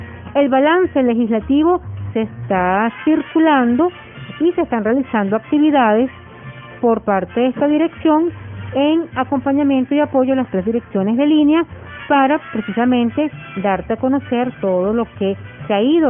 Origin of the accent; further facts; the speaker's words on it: Venezuela; los derechos que tenemos como venezolanos